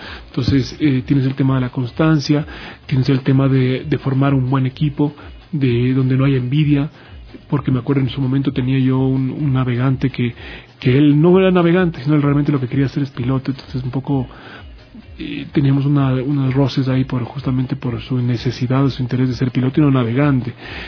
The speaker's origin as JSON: {"language": "Spanish", "country": "Ecuador", "said": "que sepa un poco tu idiosincrasia como ecuatoriano, que le digas, oye, que ganas de un cevichito, ¿no?"}